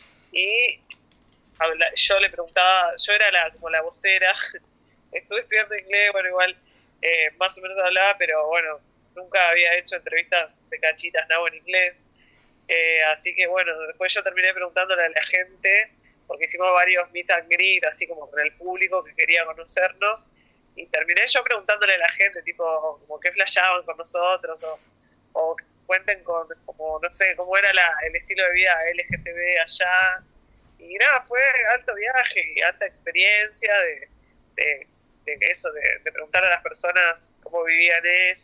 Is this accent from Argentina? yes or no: yes; Berisso, Buenos Aires Province, Argentina; yo soy de Berisso